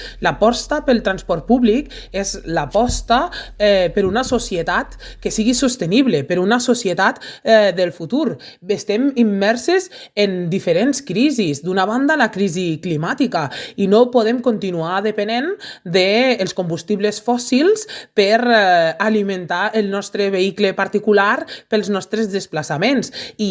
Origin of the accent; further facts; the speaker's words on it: Lleida, Catalonia, Spain; La gent que venim de Lleida no tenim una alternativa mitjançant el tren convencional